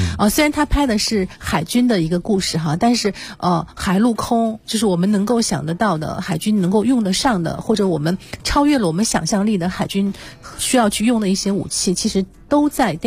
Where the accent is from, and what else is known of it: China